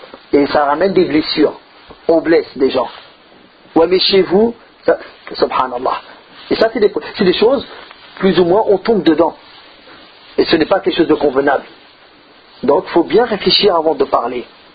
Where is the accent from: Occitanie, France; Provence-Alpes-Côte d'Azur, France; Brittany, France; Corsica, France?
Provence-Alpes-Côte d'Azur, France; Marseille; On pense que les gens de Marseille sont les meilleurs, parce que je suis Marseillais.